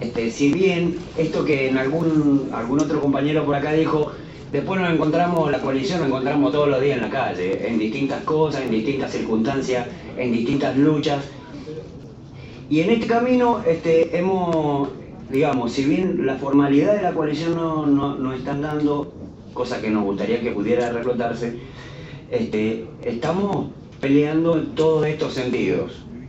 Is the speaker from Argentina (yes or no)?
yes; Mendoza, Argentina; Nosotros venimos de Mendoza. … de La Mosquitera, radio comunitaria de Guaymallén.